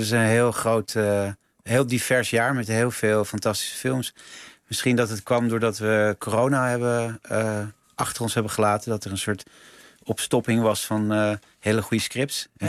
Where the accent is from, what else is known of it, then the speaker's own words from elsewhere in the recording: Netherlands; dat vind ik natuurlijk als Nederlander ook interessant